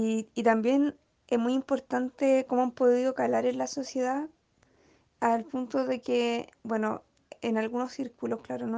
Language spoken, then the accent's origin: Spanish; Chile; para hacer estas transformaciones radicales que necesitamos como pueblo chileno